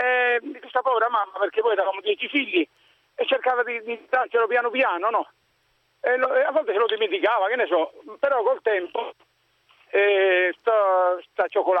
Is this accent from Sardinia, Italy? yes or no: yes; Sardinia, Italy; io vengo dalla Sardegna